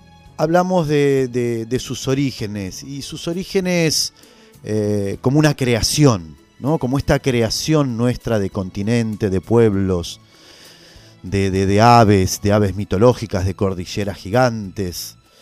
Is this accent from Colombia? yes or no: no; Argentina; nosotros, como argentinos, a veces le hemos dado la espalda y nos hemos identificado más con otras regiones del mundo